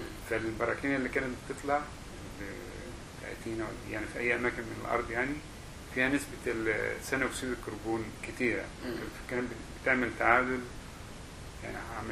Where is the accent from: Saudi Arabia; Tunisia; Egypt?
Egypt; moved away as an adult; انا مبسوط ان انا يعني وانا خرجت من مصر في فتره كانت جميله